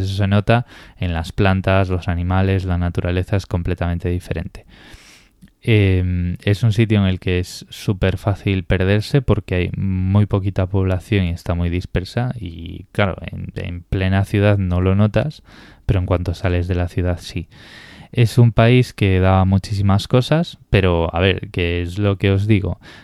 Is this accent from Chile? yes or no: no; Galicia, Spain; yo soy gallego y a mí hay veces que me apetece estar algo, o sea, me apetece hacer algo o me apetece estar en Galicia